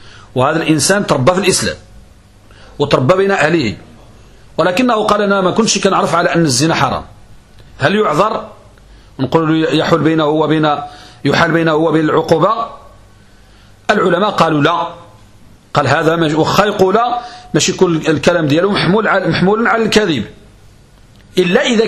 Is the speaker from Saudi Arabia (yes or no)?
no; Morocco; يبيح الإنسان يزني عندنا في المغرب